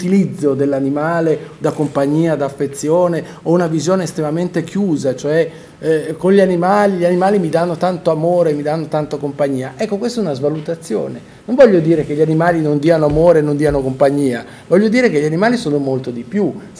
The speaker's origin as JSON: {"language": "Italian", "town": "Bologna", "region": "Emilia-Romagna", "country": "Italy", "tie": "born there", "said": "tutta la mia famiglia viene da Amola, San Giovanni in Persiceto, quindi anche se io sono nato a Bologna, però mio padre è nato qua"}